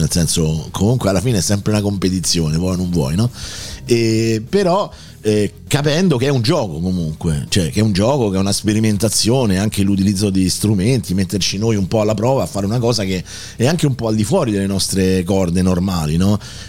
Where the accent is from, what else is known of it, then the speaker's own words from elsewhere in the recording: Rome, Lazio, Italy; di Roma per 35 anni e più ho vissuto in quello che è stato il mio quartiere, no? San Giovanni, l'Appio Tuscolano e tutta quella zona